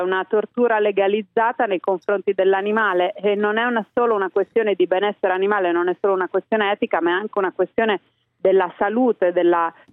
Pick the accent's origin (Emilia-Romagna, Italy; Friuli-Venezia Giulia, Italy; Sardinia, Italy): Emilia-Romagna, Italy; oltretutto sono romagnola